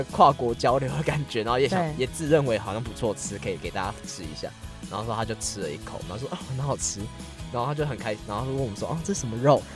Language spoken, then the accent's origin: Chinese; Taiwan; 就是我们台湾人还蛮喜欢煮东西